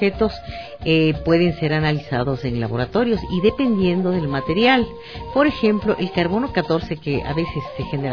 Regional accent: Ecuador; para ser lo que somos ecuatorianos.

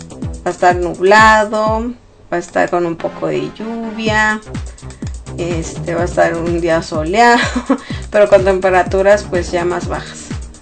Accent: Sonora, Mexico; Yo soy originaria de México, obviamente, pero de Sonora, del estado de Sonora.

